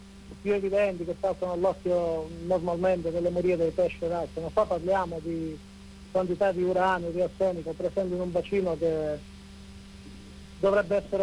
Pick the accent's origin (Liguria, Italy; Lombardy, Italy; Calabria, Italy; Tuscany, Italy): Calabria, Italy; eravamo soli come calabresi purtroppo anche là